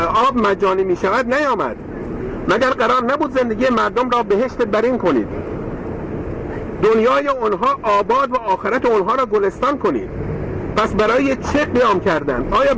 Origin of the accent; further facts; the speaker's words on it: Iran; در اینجا وظیفه خود می دانم به عنوان یک ایرانی جواب این عجیب را بدهم